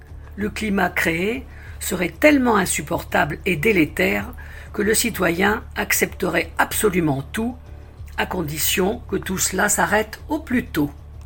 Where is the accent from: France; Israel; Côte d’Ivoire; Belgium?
Belgium; comme chez nous en Belgique avec la loi pandémie